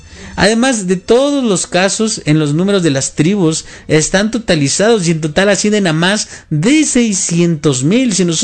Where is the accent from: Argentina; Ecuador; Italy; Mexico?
Mexico; para los que somos mexicanos, una de las ciudades más grandes es el Distrito Federal